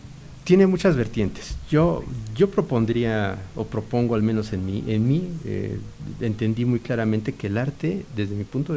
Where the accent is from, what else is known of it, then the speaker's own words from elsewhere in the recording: Mexico City, Mexico; moved away as an adult; yo nací y crecí en el DF, ¿no? Ahí estudié y ahí viví hasta los 30 y tantos años, y tengo cerca de 20 y tantos años viviendo acá.